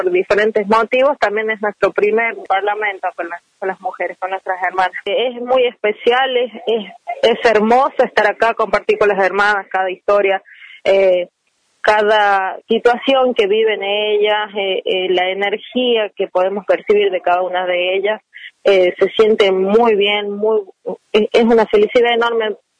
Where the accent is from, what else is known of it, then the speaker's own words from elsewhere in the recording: La Rioja, Argentina; Yo pertenezco a la comunidad aborigen Cacán Diaguita Los Chumbita. Yo vengo desde La Rioja capital. Vinimos 5 hermanas de La Rioja.